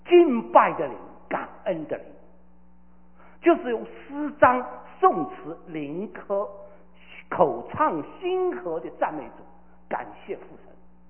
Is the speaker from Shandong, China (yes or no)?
no; Shanghai, China; 我是个上海人